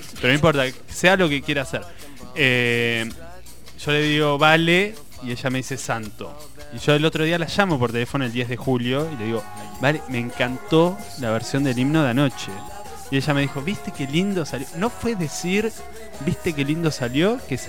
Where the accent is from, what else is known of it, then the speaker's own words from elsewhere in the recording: Azul, Buenos Aires Province, Argentina; Me acuerdo que yo soy de Azul, de un pueblo muy pequeño, perdido en la provincia